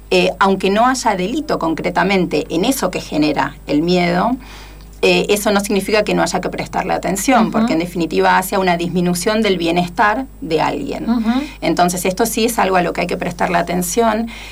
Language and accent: Spanish; Argentina; also born or lived in Germany; sin olvidar el lugar al cual pertenezco y el que más me importa, uh-huh. ¿no? Que es tanto Argentina como América Latina